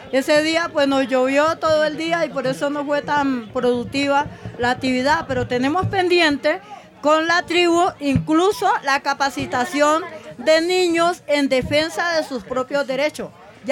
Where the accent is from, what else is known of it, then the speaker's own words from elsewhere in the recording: Suárez, Cauca, Colombia; Yo vengo de Suárez, Cauca. Suárez, Cauca es una tierra caliente, alegre, donde nosotras no tenemos apellido. Por ejemplo, mi apellido es el nombre de la tribu donde fueron traídos mis ancestros con la esclavización.